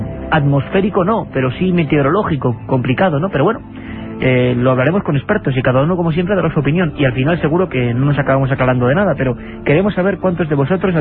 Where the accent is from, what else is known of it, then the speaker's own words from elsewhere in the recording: Ortuella, Basque Country, Spain; Yo soy de muy cerquita, soy de Vitoria, Ortuella.